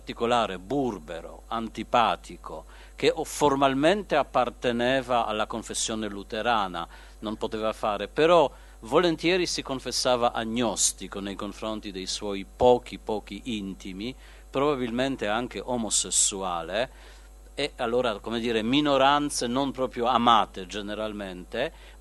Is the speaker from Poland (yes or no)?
yes; Poland; Italian is a second language; Io come polacco avrei anche qualcosa da obiettare